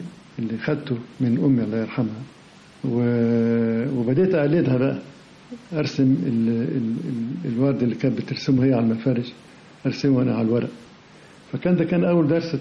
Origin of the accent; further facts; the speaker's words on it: Alexandria, Alexandria Governorate, Egypt; now in Cairo, Egypt; احنا هاجرنا من اسكندرية إلى القاهرة مخصوص علشان ألتحق بمدرسة الفنون